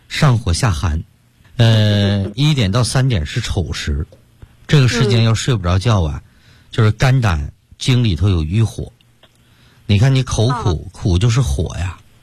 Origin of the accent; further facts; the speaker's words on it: Sichuan, China; 包括现在我们四川人爱吃这个辣的